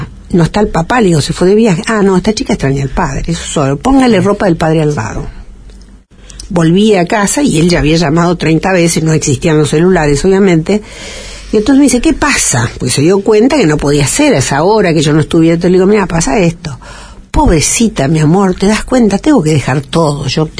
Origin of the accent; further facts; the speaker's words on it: Italy; yo no puedo comprarlo esto, porque yo soy italiana